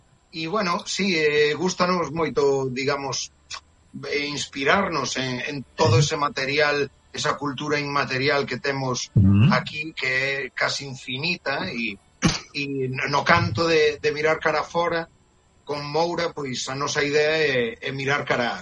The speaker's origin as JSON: {"language": "Galician", "town": "A Coruña", "region": "Galicia", "country": "Spain", "said": "digamos que somos da Coruña"}